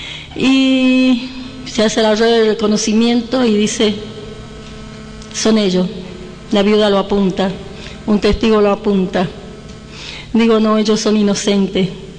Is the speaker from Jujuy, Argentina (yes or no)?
yes; Ledesma, Jujuy, Argentina; porque yo soy de Jujuy, de Ledesma